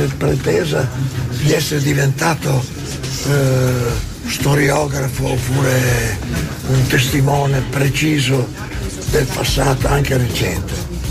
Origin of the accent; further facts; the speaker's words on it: Bologna, Emilia-Romagna, Italy; tutte le volte che diciamo che siamo di Bologna